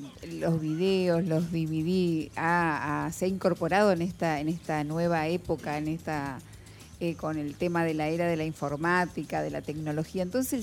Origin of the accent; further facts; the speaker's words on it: Formosa, Argentina; Y vos sabés que yo soy de Formosa. Y en las provincias era totalmente diferente.